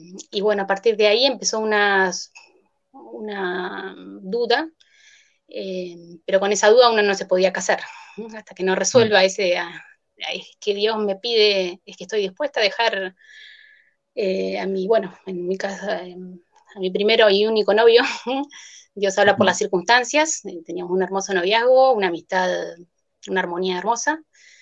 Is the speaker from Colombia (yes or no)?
no; La Plata, Buenos Aires Province, Argentina; soy de La Plata, de Argentina, de La Plata. Fui a un colegio estatal, de una familia católica